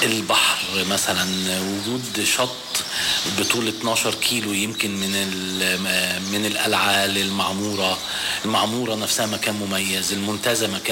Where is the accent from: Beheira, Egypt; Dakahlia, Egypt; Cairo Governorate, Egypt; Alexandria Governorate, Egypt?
Alexandria Governorate, Egypt; Alexandria; مع كوني أنا اسكندراني ومولود في اسكندرية وحبي ليها،